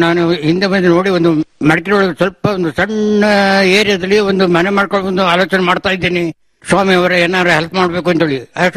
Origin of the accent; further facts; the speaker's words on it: Karnataka, India; ಅದಿಲ್ಲಿ ಹನರ್ನಾಡು ನನ್ನ ಹುಟ್ಟೂರು.